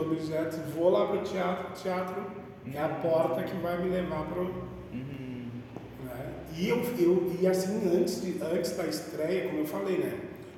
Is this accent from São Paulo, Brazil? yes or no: no; Ceará, Brazil; now in Rio Grande do Sul, Brazil; Quando eu vim pro Rio Grande do Sul, né, que eu vim lá do Ceará.